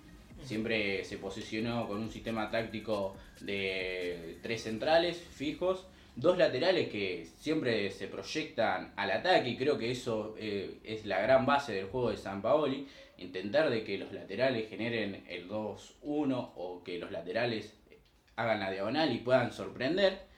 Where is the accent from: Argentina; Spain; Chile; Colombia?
Argentina; Obviamente, como cualquier argentino, siempre vamos a querer ganar, salir campeones.